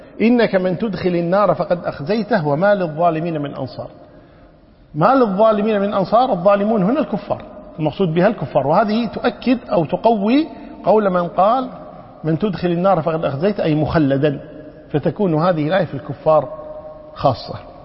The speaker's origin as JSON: {"language": "Arabic", "country": "Kuwait", "said": "ونحن عندنا في الكويت هنا النساء شو يقولون؟"}